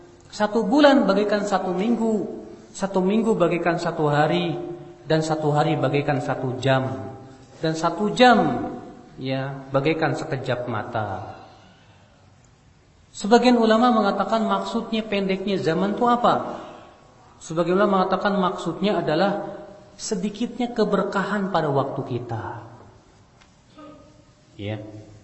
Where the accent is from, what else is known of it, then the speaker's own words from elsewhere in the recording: Indonesia; Kita dari Indonesia di zaman dahulu orang naik perahu ke Mekah berbulan-bulan, Pak.